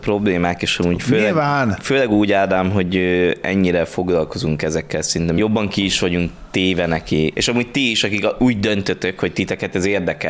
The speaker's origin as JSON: {"language": "Hungarian", "country": "Hungary", "tie": "born or raised there", "said": "De itthon, hát itt nőttünk fel"}